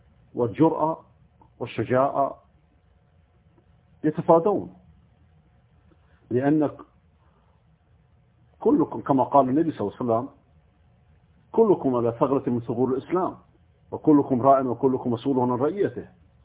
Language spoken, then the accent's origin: Arabic; Iran; moved away; أنا لما خرجت من إيران قبل 18 سنة كان فكرتي الإذاعة